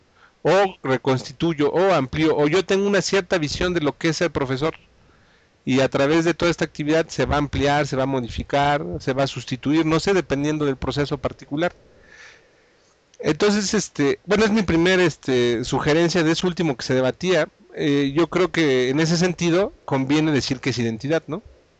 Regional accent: Mexico; yo soy papá, yo soy hijo, yo soy mexicano, yo soy investigador, yo soy politécnico

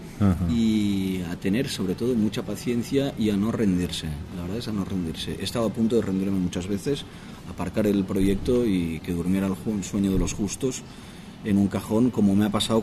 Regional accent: Barcelona, Catalonia, Spain; Yo soy de Barcelona, los dos vivimos en Barcelona

